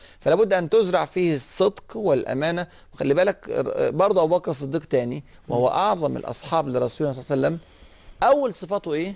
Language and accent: Arabic; Egypt; أنا مصري، فممكن أقدم المصري على السعودي أو على السوري أو على المغربي أو الباكستاني أو الأندونيسي